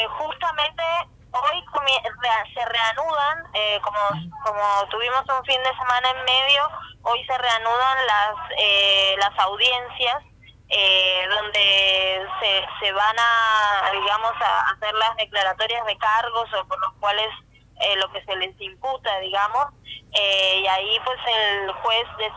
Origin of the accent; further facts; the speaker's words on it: Colombia; los derechos que tenemos como colombianos y colombianas de participación política